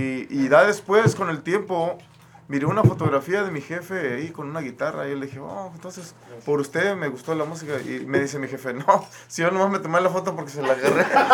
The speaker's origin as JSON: {"language": "Spanish", "town": "Los Mochis", "region": "Sinaloa", "country": "Mexico", "said": "Yo vengo de Los Mochis, Sinaloa."}